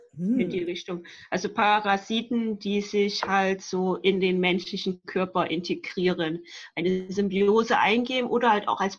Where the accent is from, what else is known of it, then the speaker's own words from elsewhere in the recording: Rhineland, Germany; ich komme aus dem Rheinland.